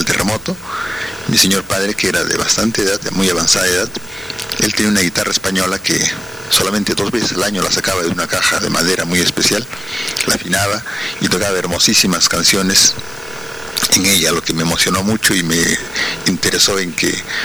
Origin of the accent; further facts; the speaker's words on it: Huaraz, Ancash, Peru; Yo soy huaracino, quiero mi tierra